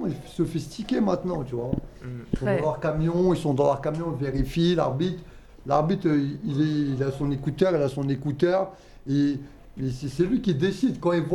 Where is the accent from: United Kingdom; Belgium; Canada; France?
France; Paris, Île-de-France; Je suis un pur parisien.